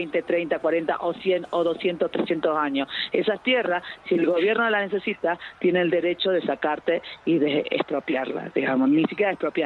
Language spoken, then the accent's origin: Spanish; Tilcara, Jujuy, Argentina; yo me vuelvo para Tilcara, soy de Tilcara y vivo acá en Tilcara.